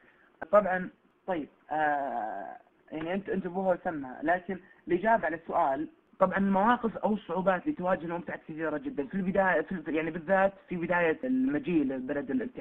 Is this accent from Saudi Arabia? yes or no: yes; Saudi Arabia; عندنا بالسعودية